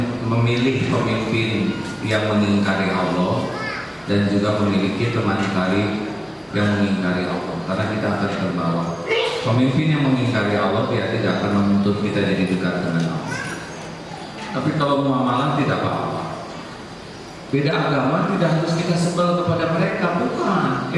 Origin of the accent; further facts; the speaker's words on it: United States; born there; Indonesian is a second language; Saya tidak pesan lahir di Amerika.